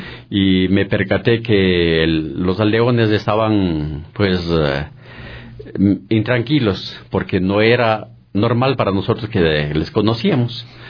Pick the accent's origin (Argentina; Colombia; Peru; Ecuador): Ecuador; Pablo Arenas, Imbabura; moved away as an adult; now in Quito, Ecuador; yo vine de la provincia de Imbabura, de un pueblito que se llama Pablo Arenas. Vine a la edad de unos 23, 24 años en busca de trabajo, porque fui criado en la agricultura. Y vine en busca de trabajo acá en la ciudad de Quito.